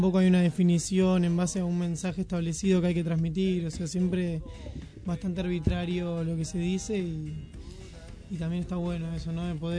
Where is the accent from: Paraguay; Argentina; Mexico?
Argentina; Moreno, Buenos Aires Province; Somos de Moreno, de Paso del Rey